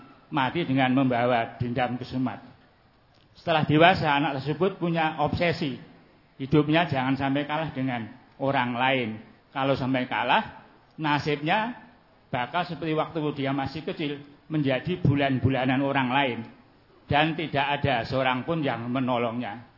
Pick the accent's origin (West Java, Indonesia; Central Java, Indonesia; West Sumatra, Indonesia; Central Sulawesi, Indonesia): Central Java, Indonesia; Surakarta; born there; umur 66 tahun, lahir di Solo dan tinggal di Noto Sumen.